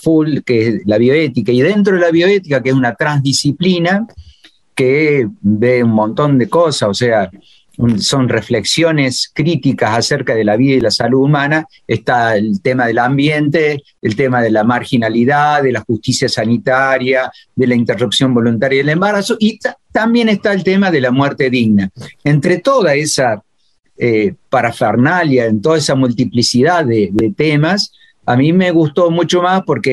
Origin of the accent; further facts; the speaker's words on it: Córdoba, Argentina; also born or lived in El Dorado; yo soy un médico de Córdoba que trabajó algunos años en Misiones, 6 años en El Dorado Misiones.